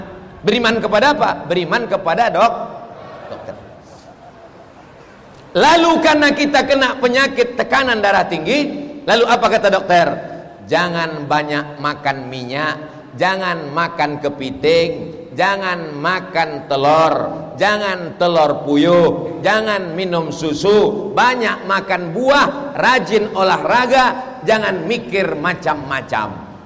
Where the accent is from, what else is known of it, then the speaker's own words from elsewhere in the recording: Riau, Indonesia; Saya ini dari Riau